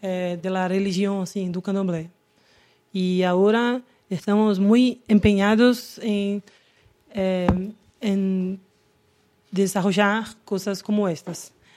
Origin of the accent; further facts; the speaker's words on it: Bahia, Brazil; Spanish is a second language; Yo vengo de Bahía, no hablo muy español, pero voy a intentar un poco.